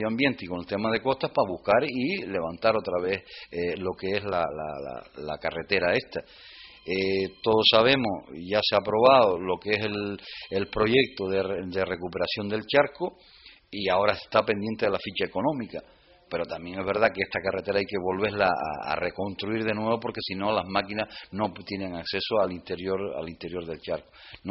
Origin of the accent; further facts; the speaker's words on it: El Golfo, Canary Islands, Spain; porque yo me crié en el Golfo y nos íbamos a bañar allí